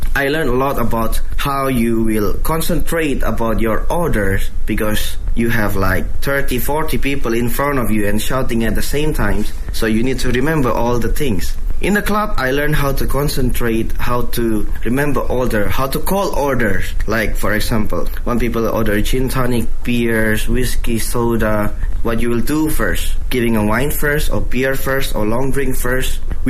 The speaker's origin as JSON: {"language": "English", "country": "Indonesia", "tie": "born there", "second_language": "English"}